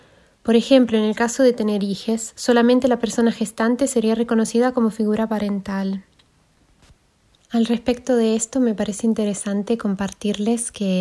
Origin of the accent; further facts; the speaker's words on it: Switzerland; now in Argentina; nací y crecí en Suiza, donde estuve viviendo hasta hace 2 años cuando me vine a vivir a la Argentina.